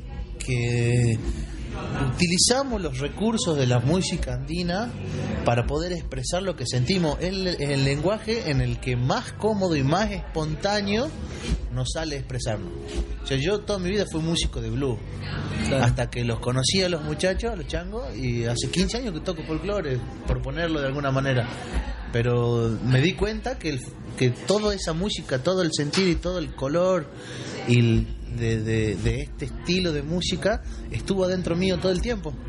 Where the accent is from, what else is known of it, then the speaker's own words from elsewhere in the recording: Jujuy, Argentina; now in Córdoba, Argentina; Somos jujeños, los cuatro, y somos jujeños que ya llevamos más o menos la mitad de nuestra vida vivida en Córdoba.